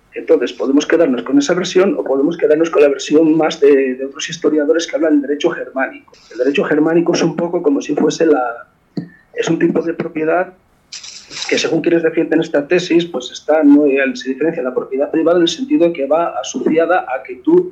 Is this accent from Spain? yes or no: yes; Asturias, Spain; A ver, yo soy de Asturias, y en Asturias teníamos que era una empresa pública de la minería, y era un jodido desastre.